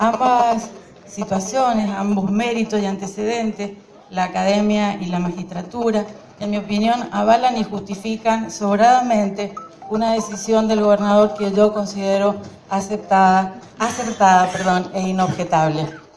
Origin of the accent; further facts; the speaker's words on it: Mendoza, Argentina; A título personal, como mendocina, como ciudadana y como mujer